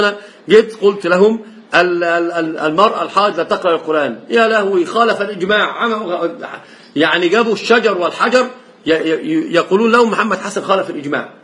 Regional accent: Egypt; عندنا في مصر لف ودوران

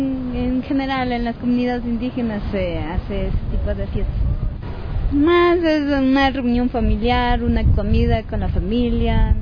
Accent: Agato, Imbabura, Ecuador; De Agato.

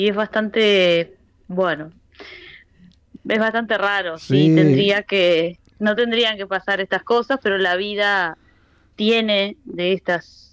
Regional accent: Rivera, Uruguay; moved away as an adult; also born or lived in Montevideo; now in Barcelona, Spain; desde que yo me fui de Rivera a estudiar a Montevideo

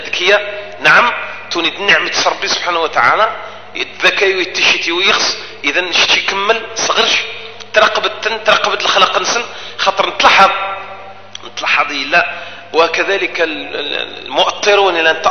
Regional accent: Algeria; هذه المؤسسة الرسمية من حقنا كجزائريين

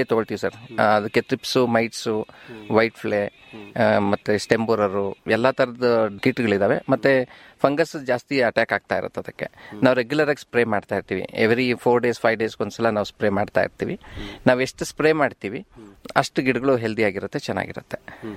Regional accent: Ramanagara, Karnataka, India; ನಾವು ಹುಟ್ಟಿದ್ದು ಬೆಳೆದಿದ್ದೆಲ್ಲ ರಾಮನಗರ.

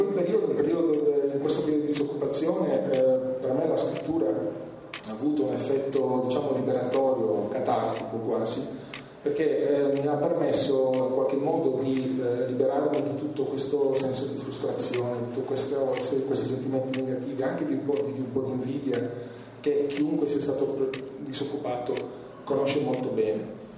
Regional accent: Bari, Apulia, Italy; perché non sono altoatesino, come probabilmente si capisce anche un po' dall'accento, sono di origini pugliesi, sono di Bari

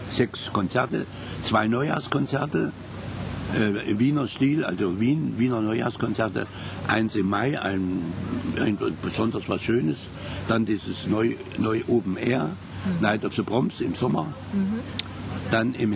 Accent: Kassel, Hesse, Germany; Kassel. Kassel und meine Heimatstadt.

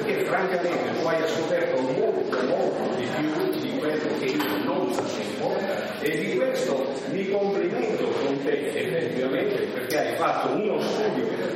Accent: Florence, Tuscany, Italy; Provengo da Firenze, dove c'è una cultura dei beni architettonici

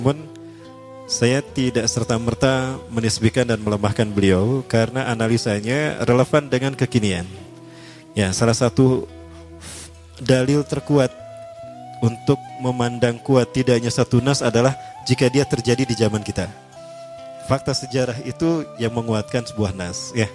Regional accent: Bandung, West Java, Indonesia; born there; Kayak saya lahir di Bandung, Al-Bandungi.

